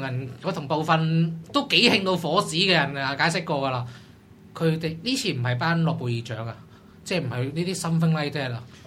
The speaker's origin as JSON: {"language": "Cantonese", "country": "Hong Kong", "said": "全世界最风头等，仲唔系我哋香港人？"}